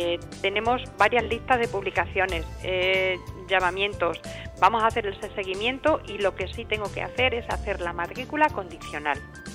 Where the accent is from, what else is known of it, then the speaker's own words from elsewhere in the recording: Extremadura, Spain; la posibilidad que me da la Junta de Extremadura como extremeño